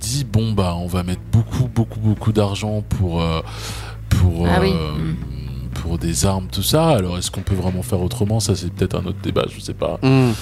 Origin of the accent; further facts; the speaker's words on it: Gabon; moi, mon pays d'origine, c'est le Gabon, c'est à l'équateur